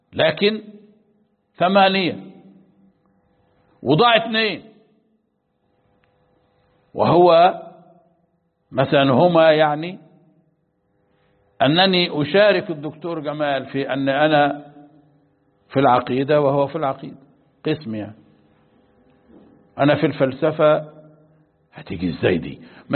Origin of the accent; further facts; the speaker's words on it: Egypt; أنا مصري وهو مصري